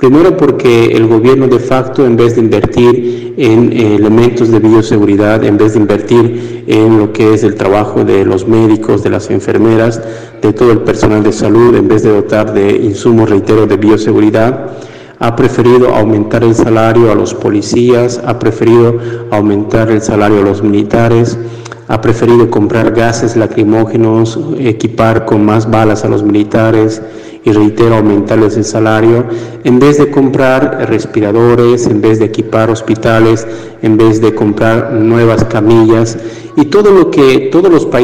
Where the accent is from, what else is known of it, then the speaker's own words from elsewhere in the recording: Bolivia; now in Argentina; aquí en la Argentina, pero con la convicción de seguir denunciando la vulneración de los derechos humanos en mi país. En Bolivia están sucediendo cosas muy interesantes